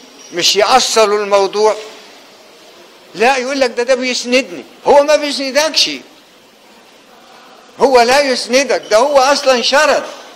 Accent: Egypt; أنا رجل من الريف، لم يكن صوت التعليم في الريف مفضلا ولا محبذا، وإنما كان من يزرع الأرض ويزرعها لمين؟ يزرع القطن، عشان الإنجليز تحملوا من أول أسوان لغاية مصر وتوديه بريطانيا

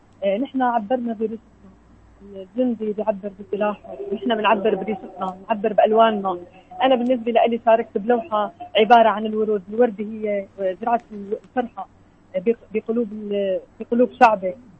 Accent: Syria; صورة بلدنا سوريا، سوريا اللي دائما نرفع راسنا انه نحن الشعب السوري

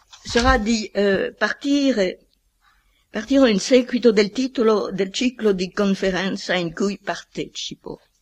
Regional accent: France; Italian is a second language; Allora, io sono un francese, non devo propormi dei termini italiani molto rari.

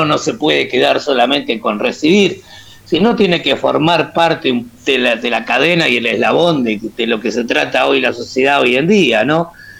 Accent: Montevideo, Uruguay; bueno, y hacemos metal criollo, por decirlo de alguna manera. Somos oriundos de Montevideo, básicamente

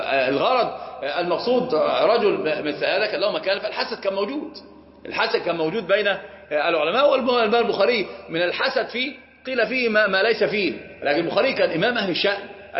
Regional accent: Upper Egypt, Egypt; عندنا في الصعيد

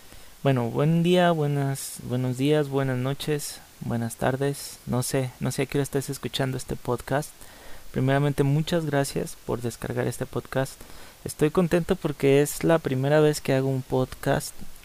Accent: Guadalajara, Jalisco, Mexico; Guadalajara se encuentra en el estado de Jalisco de la República Mexicana. Y bueno, el gentilicio de los que somos de Guadalajara es tapatío. Soy tapatío o jalisquillo, como quieras decirme.

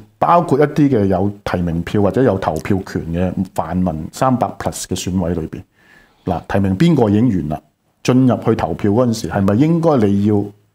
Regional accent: Hong Kong; 我哋香港人日日打開個電視，全部都係大陸公司 own 嘅嗰啲嘢

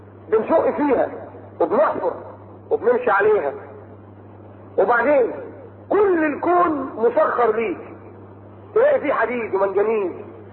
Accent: Egypt; في ناس مخابيل كانوا جايين هنا في القمر عند الاهرام في الجيزه عندنا في مصر

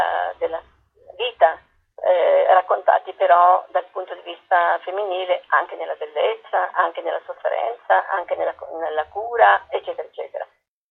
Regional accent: Apulia, Italy; non avere il contatto con la mia terra, riscoprirla tardi, sono pugliese.

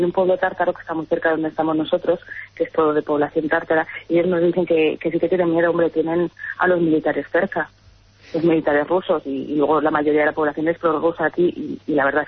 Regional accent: Spain; now in Ukraine; saben si somos españoles

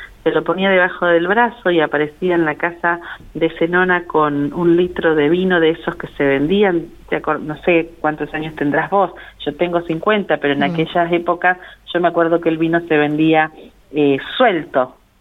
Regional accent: General Acha, La Pampa, Argentina; cuando era chica en General Hacha no había dónde ir a estudiar

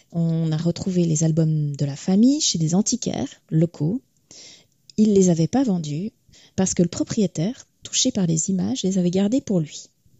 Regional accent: Switzerland; Donc, en tant que Suissesse, j'aurais bien voulu

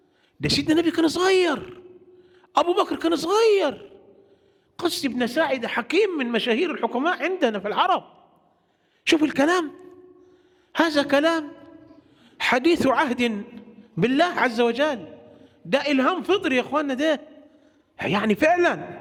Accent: Egypt; هو عندنا في مصر

